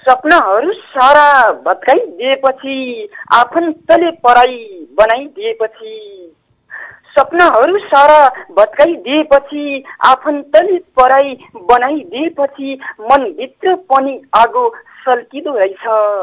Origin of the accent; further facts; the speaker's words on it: Baitadi, Sudurpashchim Province, Nepal; now in Mahendranagar, Nepal; म बैतडी मादेस्ताङदेखि … अहिले महेन्द्रनगरदेखि।